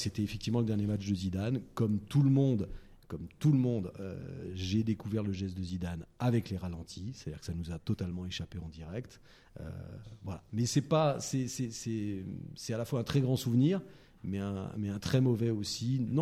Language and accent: French; Saint-Étienne, Auvergne-Rhône-Alpes, France; Je suis né à Saint-Étienne. Et donc, là-bas, ben, on vivait et on vit toujours football.